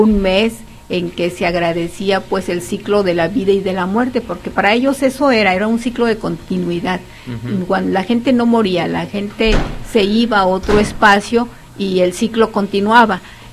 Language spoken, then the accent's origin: Spanish; Mexico; el maíz es parte de nuestra esencia como mexicanos